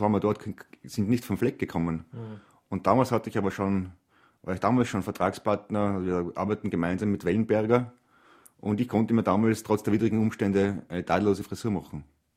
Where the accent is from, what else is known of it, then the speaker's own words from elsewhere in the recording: Trentino-Alto Adige, Italy; obwohl ich ein einfacher Mensch aus den Bergen bin, aus den Südtiroler Bergen, ich bin sehr stolz darauf